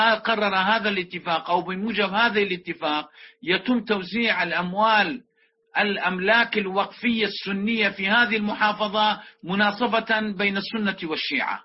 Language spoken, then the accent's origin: Arabic; Iraq; محافظة كركوك نحن نعلم كعراقيين